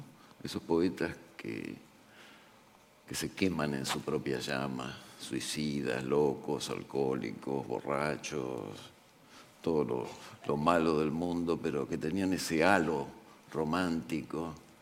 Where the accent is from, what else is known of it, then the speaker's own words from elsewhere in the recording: Argentina; para los argentinos, que somos tan argentinos, lamentablemente